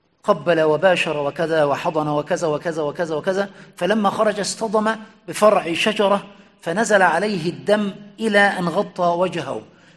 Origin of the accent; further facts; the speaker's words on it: Egypt; لأن التقعيد عندنا في مصر